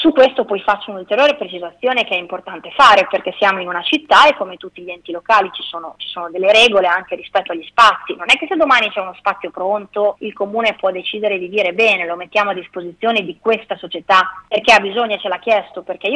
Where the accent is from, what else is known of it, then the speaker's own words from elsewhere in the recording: Bologna, Emilia-Romagna, Italy; io sono di San Donato San Vitale, è il quartiere dove sono nata e dove vivo